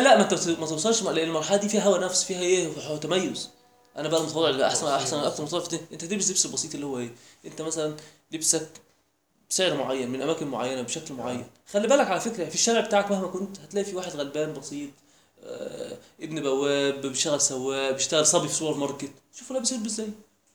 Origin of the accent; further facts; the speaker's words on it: Egypt; احنا كمصريين الدنيا عندنا ابسط من كده